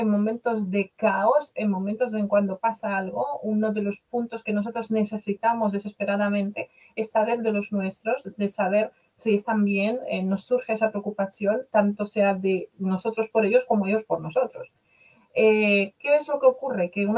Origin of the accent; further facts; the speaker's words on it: Poland; Spanish is a second language; now in Spain; como yo soy polaca, vivo desde hace 30 años en España